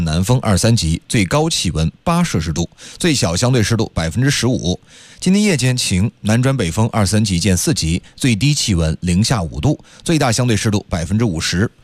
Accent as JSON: {"language": "Chinese", "region": "Beijing", "country": "China", "accent": "Xicheng", "said": "在这儿。"}